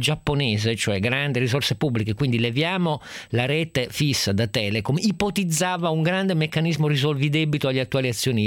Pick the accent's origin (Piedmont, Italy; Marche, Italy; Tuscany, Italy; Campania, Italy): Piedmont, Italy; Turin; Poi per farmi contento, essendo torinese, dicono che sono tutti di Torino